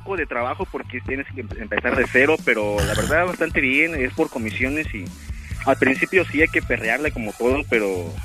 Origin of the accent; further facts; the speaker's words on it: Puebla, Mexico; No, porque ya ves cómo somos poblanos, ¿no?